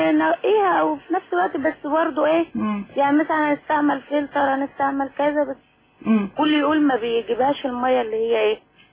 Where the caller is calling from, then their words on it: Sharqia Governorate, Egypt; من الشرقيه.